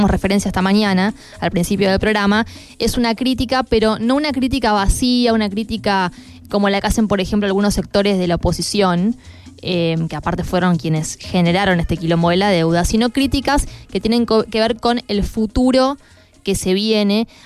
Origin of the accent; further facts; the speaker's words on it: Argentina; un círculo vicioso eterno al que lamentablemente como argentinos estamos acostumbrados